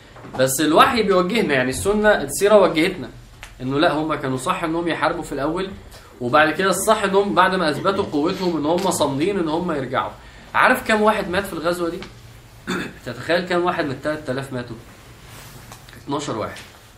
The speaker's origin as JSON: {"language": "Arabic", "country": "Egypt", "said": "احنا كمصريين فعلا في كميه كرياتيفيتي في الفكاهه والميمز فظيعه فعلا"}